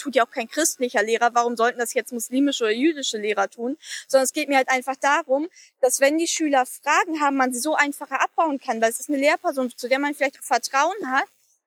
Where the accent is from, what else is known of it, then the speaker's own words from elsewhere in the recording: Hamburg, Germany; Und ich bin ja selber auch in Hamburg groß geworden.